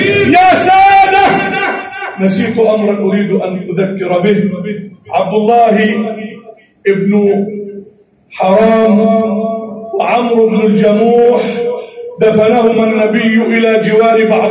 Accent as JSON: {"language": "Arabic", "country": "Egypt", "said": "اجعل بلدنا مصر أمنا أمانا، سخاء رخاء"}